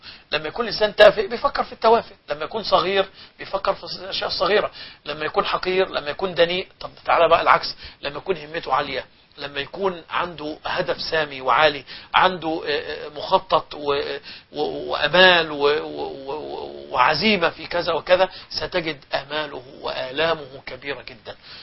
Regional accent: Egypt; عندنا في مصر الأيام الماضية

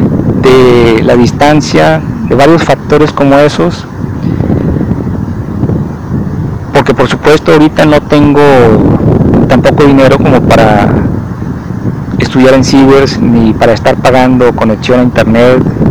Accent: Mazatlán, Sinaloa, Mexico; now in Guadalajara, Mexico; cuando estuve viviendo en Mazatlán, que es la ciudad de donde vengo, la ciudad en que nací, de donde vengo, aquí a Jalisco

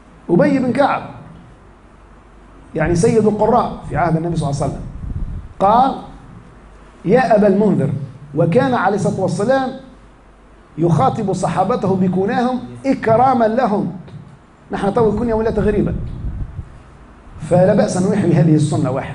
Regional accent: Tunisia; فما في الحالة المدنية عندنا في تونس في المحاكم

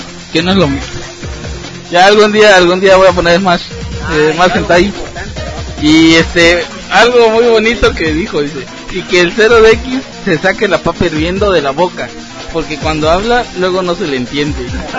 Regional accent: United States; Spanish is a second language; Disculpen, soy gringo.

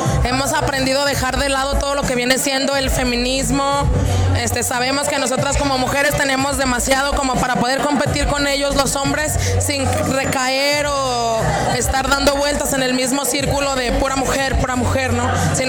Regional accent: Aguascalientes, Mexico; somos las dos de Aguascalientes, estamos juntas desde el 2007, finales, principios de 2008

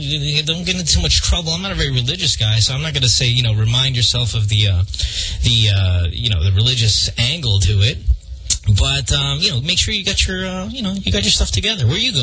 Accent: Central Luzon, Philippines; I remember growing up in Bulacan in the barangay

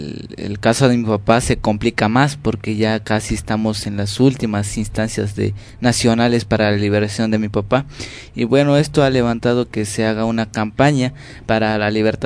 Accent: Chiapas, Mexico; first language Tzotzil; Spanish is a second language; vengo del estado de Chiapas, de la lengua tzotzil.

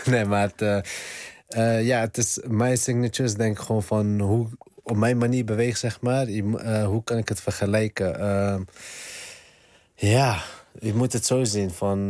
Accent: Netherlands; Natuurlijk, ik ben opgegroeid in Nederland. En Nederland heeft mij ook gemaakt voor wie ik ben.

